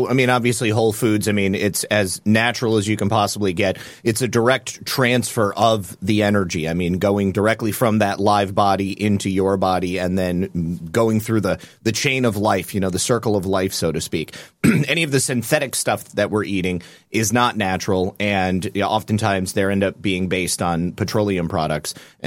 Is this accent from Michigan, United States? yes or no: yes; Michigan, United States; also born or lived in Ohio; I was born and raised in Michigan, and Lisa and I lived in Ohio for a couple of years, too, because that's where she's from.